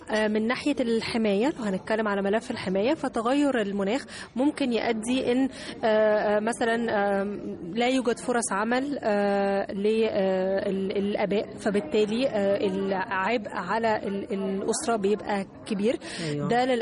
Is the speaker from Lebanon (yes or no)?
no; Egypt; مش بس احنا يعني كمصريين بس